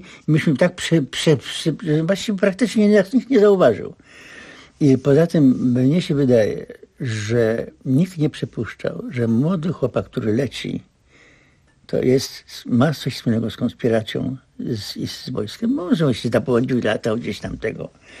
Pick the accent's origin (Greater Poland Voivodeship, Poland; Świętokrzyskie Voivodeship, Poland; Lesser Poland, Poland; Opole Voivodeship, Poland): Greater Poland Voivodeship, Poland; Nowa Wieś; born there; Ja się urodziłem w Nowa Wieś, powiat Szamotuły.